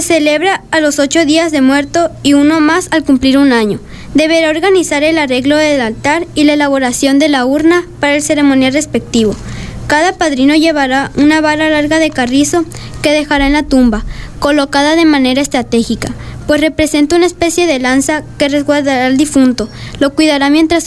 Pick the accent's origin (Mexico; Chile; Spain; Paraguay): Mexico; San Miguel Zapotitlán, Sinaloa; Buenos días, somos de San Miguel Zapotitlán, de la Escuela Alfonso Pellegrini, tiempo completo. Somos de sexto año B